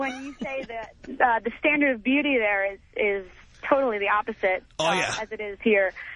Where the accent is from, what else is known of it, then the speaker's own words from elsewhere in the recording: New York, United States; now in California, United States; I... will never even admit that I'm from New York. I deliberately lost my accent, have